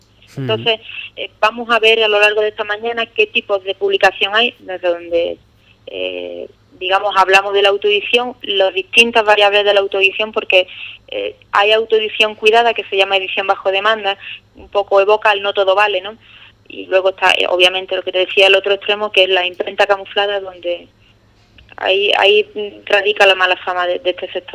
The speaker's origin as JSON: {"language": "Spanish", "town": "Ubrique", "region": "Andalusia", "country": "Spain", "moved": "as an adult", "said": "yo llevo ya por motivos profesionales fuera de Ubrique bastantes años y siempre que vengo a mi tierra es un regalo, la verdad."}